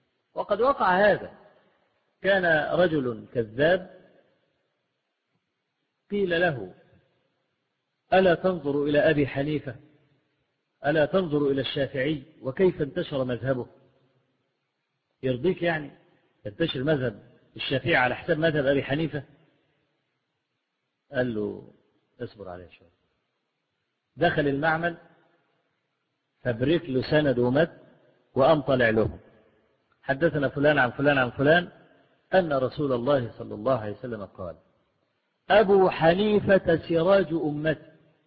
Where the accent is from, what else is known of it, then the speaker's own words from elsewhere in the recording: Egypt; وأنا ما بقولش الكلام ده لأن أنا مصري